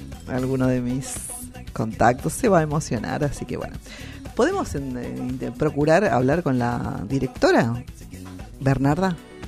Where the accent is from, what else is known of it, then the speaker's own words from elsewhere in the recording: Argentina; A mí me gustaría, y siempre digo, como todo argentino, todos tenemos que conocer nuestras cataratas del Iguazú.